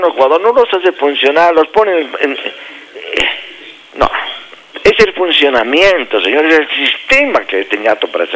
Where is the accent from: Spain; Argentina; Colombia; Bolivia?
Bolivia; Así es, pues, somos bolivianos, ¿no? Queremos ser bolivianos, sí, más.